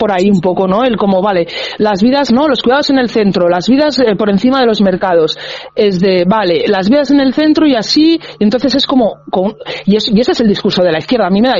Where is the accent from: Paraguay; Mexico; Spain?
Spain; Catalonia; Yo vengo de Cataluña